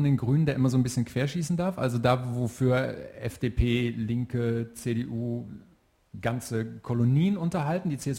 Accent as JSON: {"language": "German", "town": "Dinslaken", "region": "North Rhine-Westphalia", "country": "Germany", "tie": "born or raised there", "said": "ich bin in Dienstlaken aufgewachsen und das liegt so 500 Meter lang am Niederrhein"}